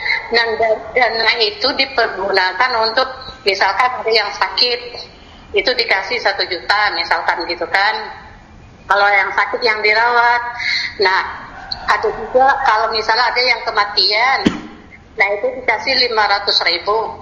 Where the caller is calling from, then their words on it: Depok, West Java, Indonesia; Saya dari Depok